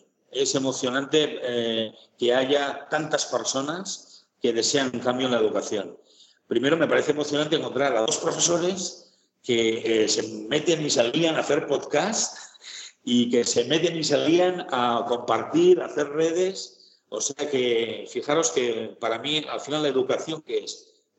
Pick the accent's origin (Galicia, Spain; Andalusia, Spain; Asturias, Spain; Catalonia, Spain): Catalonia, Spain; yo soy catalán, pero me he casado con una navarra